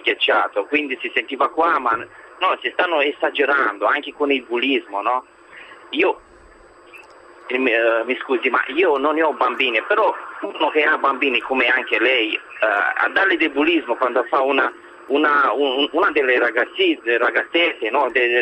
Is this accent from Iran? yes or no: no; Romania; Italian is a second language; now in Italy; Siccome io sono rumeno, no? Lì c'è la neve adesso